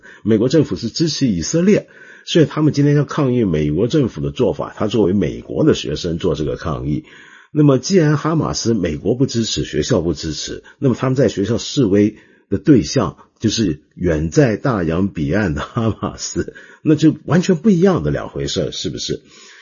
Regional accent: Hong Kong; 我们香港人广东人叫六嘎床啊

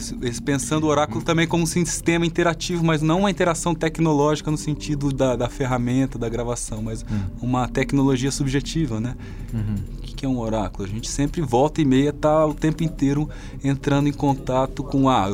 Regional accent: Maringá, Paraná, Brazil; E desde lá de Maringá, lá de onde eu vim, eu já fazia essas coisas.

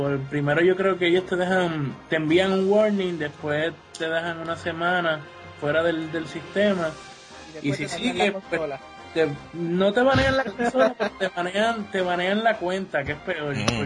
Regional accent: Puerto Rico; Diga que soy puertorriqueño

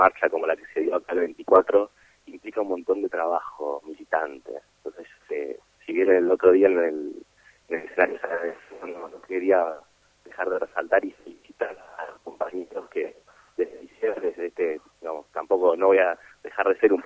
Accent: Buenos Aires, Argentina; O sea, yo vengo de Buenos Aires, que allá la marcha del 24 es algo siempre es enorme

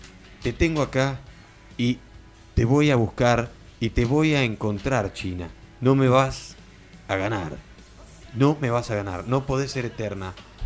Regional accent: Uruguay; Yo soy uruguayo

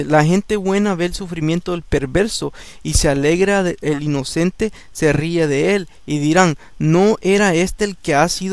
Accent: El Salvador; Cuando yo estaba chico, yo crecí en El Salvador.

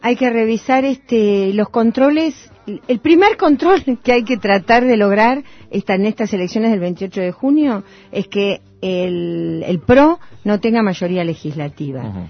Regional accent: Buenos Aires, Argentina; En mi barrio, yo soy de Villa Crespo

